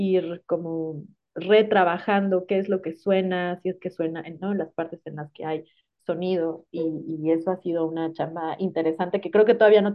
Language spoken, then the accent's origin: Spanish; Tuxtla Gutiérrez, Chiapas, Mexico; en Tuxtla Gutiérrez, ¿no? De donde yo soy originaria. Yo quería trabajar como con la ciudad en la que fui adolescente